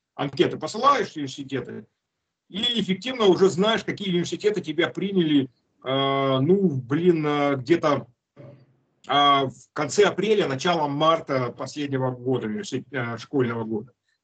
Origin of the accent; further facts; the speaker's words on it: Russia; потому что я русский, родом с России.